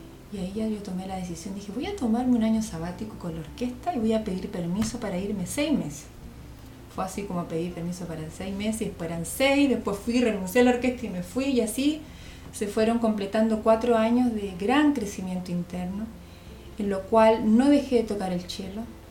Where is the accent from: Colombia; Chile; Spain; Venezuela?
Chile; born there; moved away; Soy chilena de nacimiento.